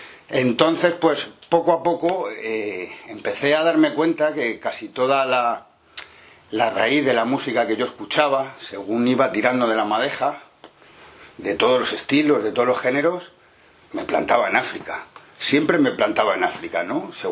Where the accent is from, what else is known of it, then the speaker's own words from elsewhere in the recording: Madrid, Community of Madrid, Spain; Yo soy de Madrid